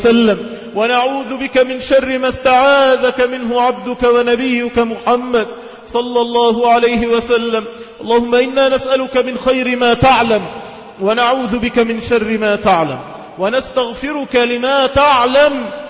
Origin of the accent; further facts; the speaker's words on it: Egypt; اللهم اجعل بلادنا مصر بلد أمن وأمان واستقرار